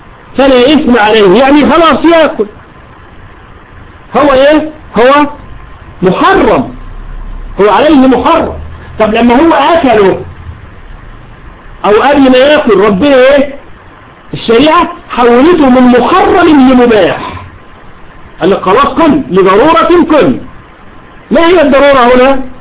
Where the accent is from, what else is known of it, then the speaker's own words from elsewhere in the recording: Egypt; العملية مش هوج موج زي ما يقول عندنا في مصر